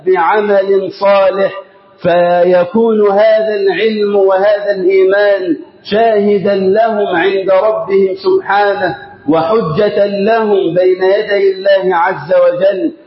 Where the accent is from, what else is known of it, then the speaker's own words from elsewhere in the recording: Egypt; اللهم اجعل بلدنا مصر أمنا أمانا